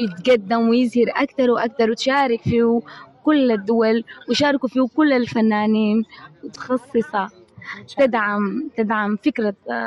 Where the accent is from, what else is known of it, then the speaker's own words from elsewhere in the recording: Sudan; وأقدم بلدي السودان بشكل مميز